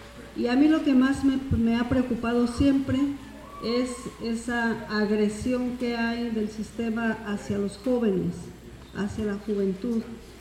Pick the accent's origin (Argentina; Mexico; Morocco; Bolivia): Mexico; Oaxaca; allá en Oaxaca nosotros estamos trabajando junto con agrónomos, con técnicos, en el rescate de la medicina tradicional